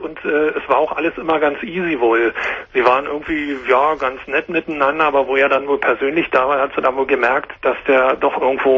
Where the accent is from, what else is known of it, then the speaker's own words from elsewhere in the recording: Berlin, Germany; ursprünglich bin ich Berliner